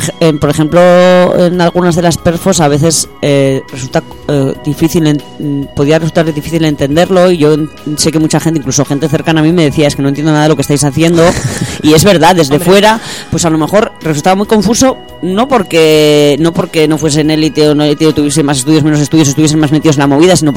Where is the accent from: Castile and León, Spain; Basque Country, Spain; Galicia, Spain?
Basque Country, Spain; me crié en Euskadi y mi familia es de León.